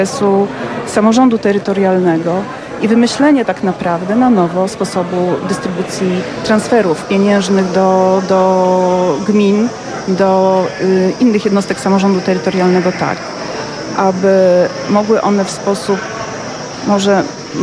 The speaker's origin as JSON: {"language": "Polish", "town": "Płock", "region": "Masovian Voivodeship", "country": "Poland", "said": "pochodzę z małego miejsca, małej miejscowości w Polsce, pięknej, Płocka."}